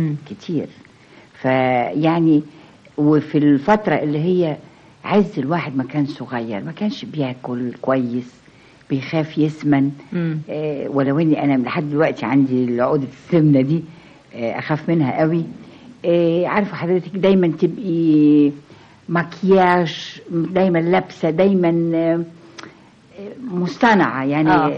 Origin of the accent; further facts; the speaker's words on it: Egypt; أدبنا كشرقيين كمصريين